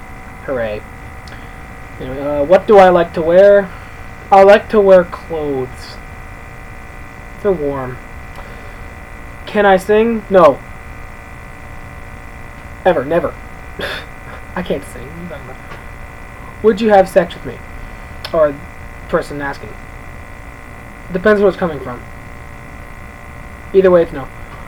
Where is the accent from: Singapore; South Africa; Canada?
Canada; I am from Canada. And yes, I'm pretty sure I'm living there now.